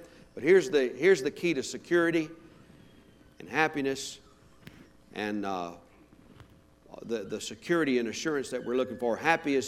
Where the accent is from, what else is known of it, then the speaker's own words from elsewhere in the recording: Louisiana, United States; And I was raised in Louisiana, so both my teams won last night, Georgia and LSU.